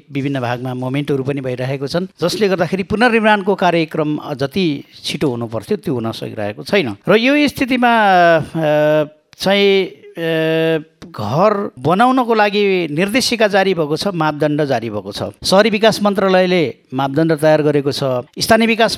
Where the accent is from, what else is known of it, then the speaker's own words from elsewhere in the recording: Tokarpur, Bagmati, Nepal; now in Manthali, Nepal; अधिवक्ता, मेरो घर टोकरपुर दुईमा पर्छ, हाल म मन्थलीमा बस्छु।